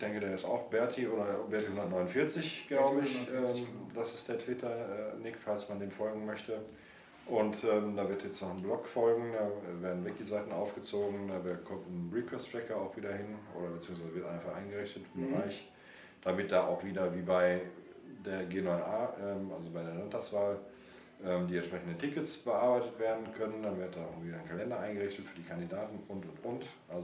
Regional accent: Cologne, North Rhine-Westphalia, Germany; Nordköln. Ich komme aus Nordköln

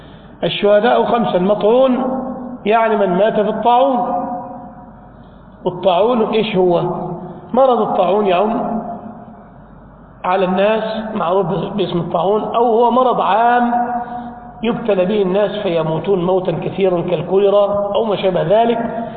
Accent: Egypt; انطلق إلى عندنا في بلادنا مصر إلى اسكندرية

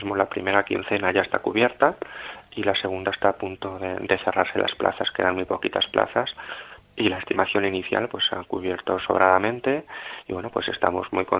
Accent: Salamanca, Castile and León, Spain; es otro motivo más de estar orgulloso como salmantino

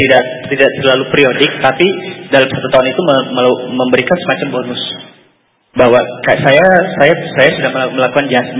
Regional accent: Jakarta, Indonesia; Saya dari Kebayoran Baru, Jakarta Selatan.

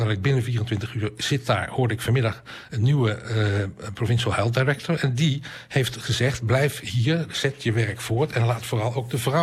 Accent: Afghanistan; Dutch is a second language; Wij zijn Afghanen, wij bepalen zelf wat er in ons land gebeurt.

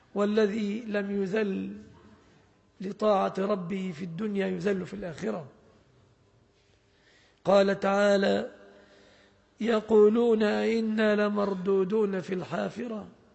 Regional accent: Egypt; أن تسلم بلادنا مصر وأن يسلم أهلها

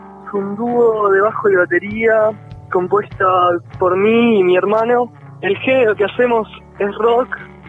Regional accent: Escobar, Buenos Aires Province, Argentina; Venimos tocando ya hace 3 años, somos de Escobar

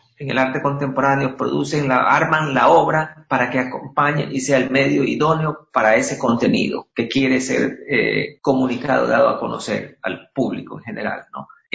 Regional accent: Guayaquil, Guayas, Ecuador; yo soy de Guayaquil, soy descendiente de guayaquileños y no puedo vivir en otro lado

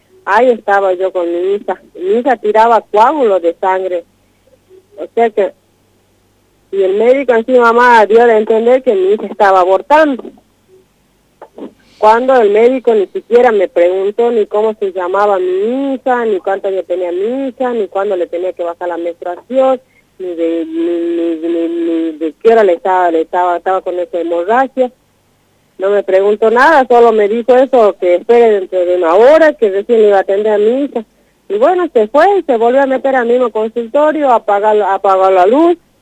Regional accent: Tartagal, Salta, Argentina; Yo soy de Tartagal, Salta. Vivo en una comunidad acá en Tartagal.

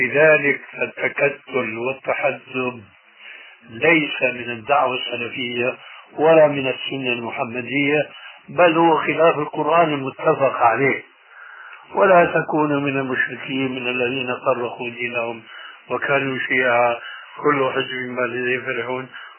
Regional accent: Syria; يقولوا عندنا في سوريا عزيز بدون قيام

